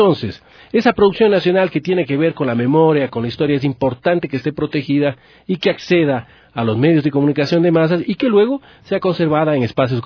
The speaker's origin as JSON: {"language": "Spanish", "town": "Cuenca", "region": "Azuay", "country": "Ecuador", "tie": "born there", "also_born_or_lived": "Paris", "lives_now": "Quito, Ecuador", "said": "Nací en Cuenca en 1971 y resido en la ciudad de Quito desde 1997. Los últimos 2 años y medio como agregado cultural del Ecuador en Francia he estado residiendo en París."}